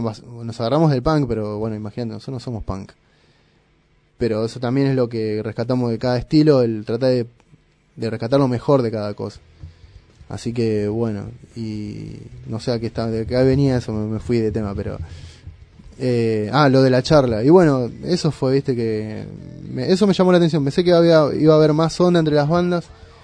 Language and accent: Spanish; Moreno, Buenos Aires Province, Argentina; yo soy de Moreno